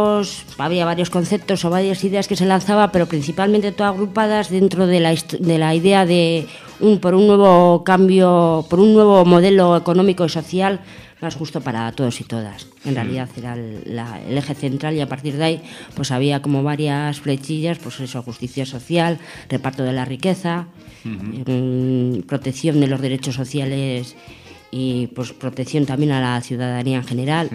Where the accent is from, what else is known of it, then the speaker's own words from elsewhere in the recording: Ortuella, Basque Country, Spain; Pues yo soy de Ortuella, del barrio de la carretera, de la Nacional 634.